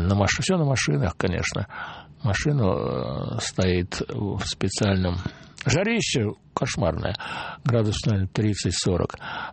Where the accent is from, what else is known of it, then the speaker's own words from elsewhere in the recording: Moscow, Russia; я ему сказал, вот я из Москвы